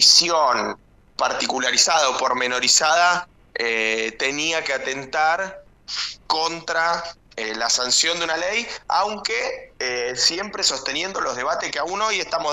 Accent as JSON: {"language": "Spanish", "town": "Lomas de Zamora", "region": "Buenos Aires Province", "country": "Argentina", "said": "yo soy de Lomas, y un senador que integra la comisión de presupuesto es también de acá de Lomas."}